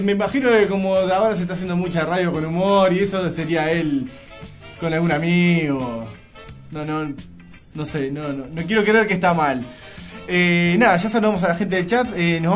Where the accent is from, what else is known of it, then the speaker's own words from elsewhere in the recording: Montevideo, Uruguay; que somos de Montevideo